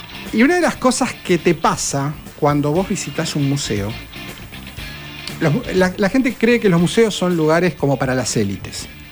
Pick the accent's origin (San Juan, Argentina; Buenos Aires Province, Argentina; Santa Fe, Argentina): Buenos Aires Province, Argentina; Quilmes; Toda mi vida viví en Quilmes. Toda mi vida, sí. En el centro de Quilmes.